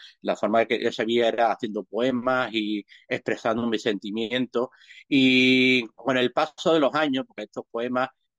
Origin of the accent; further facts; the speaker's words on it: Málaga, Andalusia, Spain; malagueño de 54 años, a punto de cumplirlo ahora en mayo